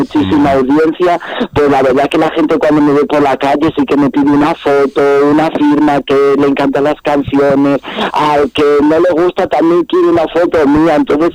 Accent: Sanabria, Castile and León, Spain; el último concierto que tuve en mi pueblo, en Sanabria, por ahí

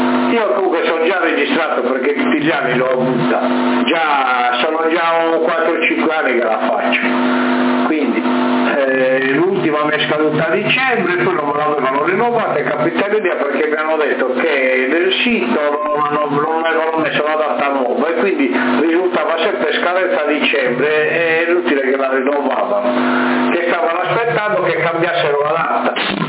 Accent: Sassari, Sardinia, Italy; lui sì, io sono di Sassa

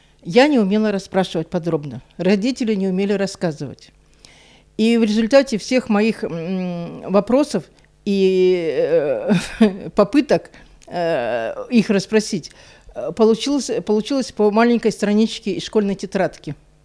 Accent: Donetsk, Donetsk Oblast, Ukraine; Выросла я в Донецке, в многодетной семье. Я младший ребенок.

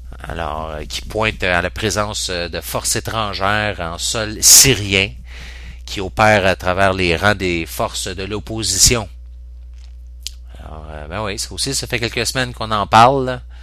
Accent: Canada; il est assez difficile en tant que Canadien

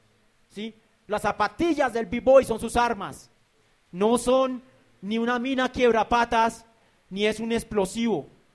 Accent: Colombia; como colombiano me ha llenado de vergüenza y un nudo en la garganta

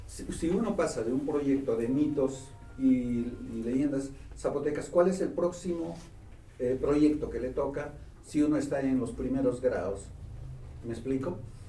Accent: Peru; En mi país, en el Perú, hay también el tema de trabajar por proyectos y no por asignaturas.

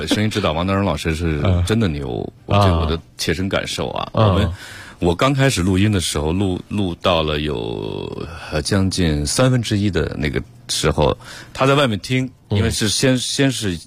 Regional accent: Harbin, Heilongjiang, China; 我在哈尔滨的，就恨不得半夜我打电话

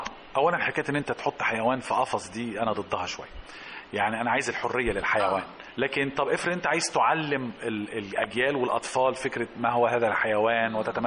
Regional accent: Alexandria, Alexandria Governorate, Egypt; وهياخدنا في كثير من الاحيان في حته عندنا في اسكندريه

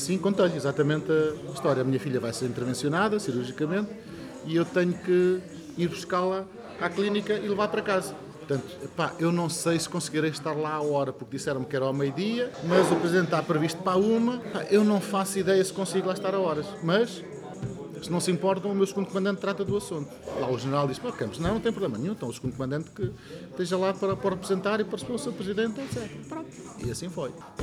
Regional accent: Valverde, Castelo Branco, Portugal; vamos arrancar mais para o Fundão, para a minha aldeia, que é Valverde

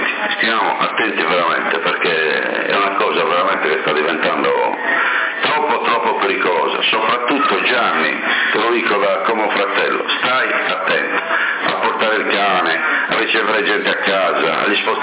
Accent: Sassari, Sardinia, Italy; sono nato a Corottolese, ma sono sassarese.

